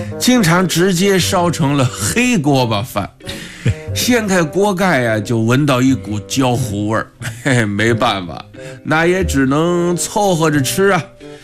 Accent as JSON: {"language": "Chinese", "town": "Wuhan", "region": "Hubei", "country": "China", "said": "我们武汉人都是蜂窝煤炉子上啊，用钢筋锅做饭"}